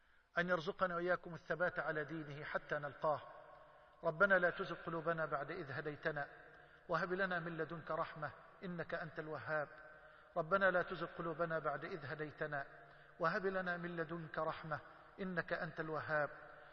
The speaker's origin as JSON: {"language": "Arabic", "country": "Egypt", "said": "اللهم اجعل بلدنا مصر واحة للأمن والأمان وجميع بلاد"}